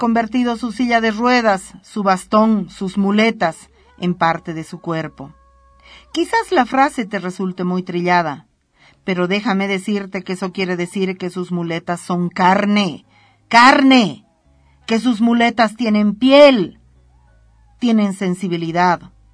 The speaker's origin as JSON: {"language": "Spanish", "country": "Bolivia", "said": "existo, aquí estoy, siento, pienso y soy boliviana."}